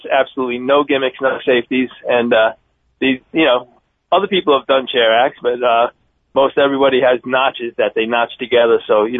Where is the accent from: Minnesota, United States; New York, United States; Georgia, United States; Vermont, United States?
New York, United States; growing up in New York, in the old days, retirement age was 65.